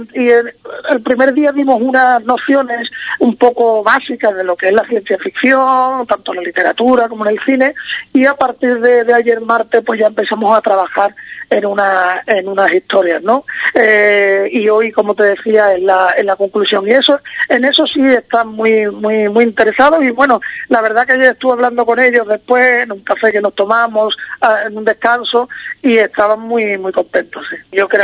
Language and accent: Spanish; Cádiz, Andalusia, Spain; now in Madrid, Spain; Yo siempre digo que si yo soy de Cádiz, pero llevo muchos años fuera, ¿no?, viviendo en Madrid